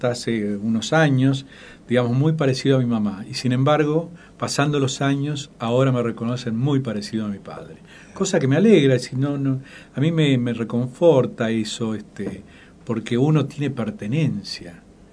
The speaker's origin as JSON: {"language": "Spanish", "region": "Buenos Aires", "country": "Argentina", "tie": "born or raised there", "also_born_or_lived": "Alto Verde", "said": "yo nací en Alto Verde también, y a los 7-8 años me llevaron de vuelta a Buenos Aires. Y ahí ya me quedé, me formé en Buenos Aires."}